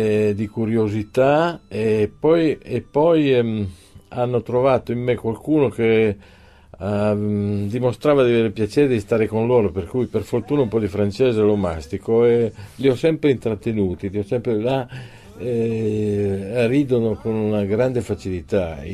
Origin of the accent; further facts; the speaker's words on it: Piedmont, Italy; Sarà che io vengo dal Piemonte, dove siamo tutti un po' falsi cortesi